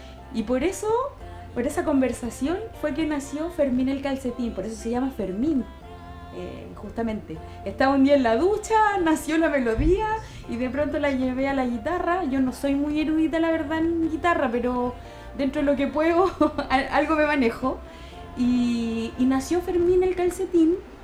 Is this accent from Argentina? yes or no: no; Curepto, Maule, Chile; Sí, está mi familia en Curepto, en Talca.